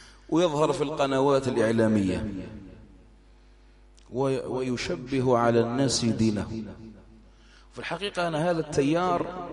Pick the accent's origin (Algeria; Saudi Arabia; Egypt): Algeria; حملات التنصير عندنا في الجزائر وفي غيره